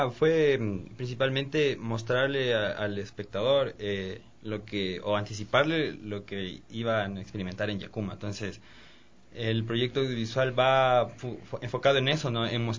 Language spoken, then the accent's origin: Spanish; Ecuador; la responsabilidad que tenemos nosotros como ecuatorianos de preservarla.